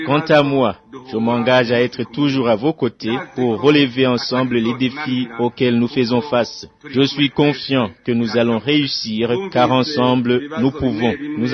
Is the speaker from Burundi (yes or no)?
yes; Burundi; le Burundi est un don de Dieu et qu'il nous appartient tous en tant que Burundais